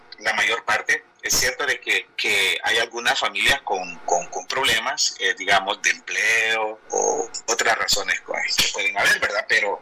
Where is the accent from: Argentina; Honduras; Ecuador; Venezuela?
Honduras; Pero para decir que el pueblo hondureño, nosotros como sociedad hondureña, pues yo le veo que somos una sociedad trabajadora y luchadora.